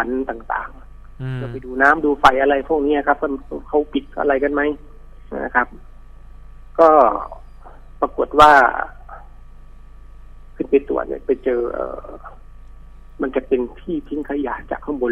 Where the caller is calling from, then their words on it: Bangkok, Thailand; ผมอยู่แถวลาดตำลิครับแถวสนามม้านางเลิ้งครับ